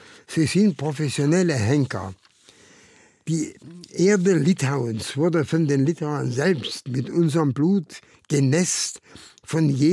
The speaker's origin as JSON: {"language": "German", "town": "Karlsruhe", "region": "Baden-Württemberg", "country": "Germany", "tie": "born there", "said": "Also, ich bin ein gebürtiger Karlsruher, habe dort das Licht der Welt 1927 entdeckt. Ich wurde dann mit den badischen Juden, bereits 1940 sozusagen als Test für die Nazis deportiert."}